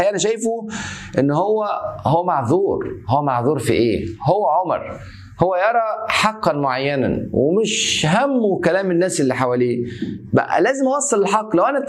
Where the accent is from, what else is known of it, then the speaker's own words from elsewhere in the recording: Egypt; زي بيقولوا عندنا في مصر